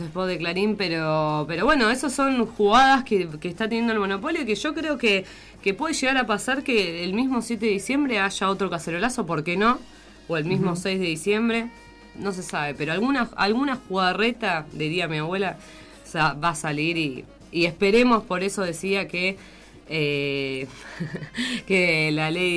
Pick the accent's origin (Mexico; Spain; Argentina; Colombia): Argentina; mucha tristeza, mucho dolor como pueblo argentino.